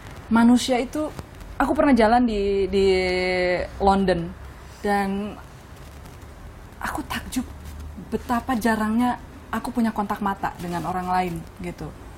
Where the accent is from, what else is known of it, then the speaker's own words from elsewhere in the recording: Bandung, West Java, Indonesia; memang jarang bergaul di lingkungan Batak, kedua juga gak bisa bahasa Batak gitu ya. Lebih banyak ngomong bahasa Sunda karena besar dan lahir di Bandung